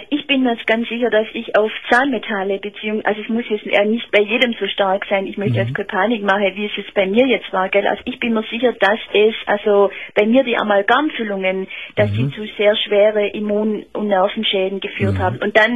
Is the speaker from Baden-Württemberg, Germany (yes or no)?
yes; Heidenheim, Baden-Württemberg, Germany; Also ich komme ehrlich gesagt eigentlich aus Heidenheim.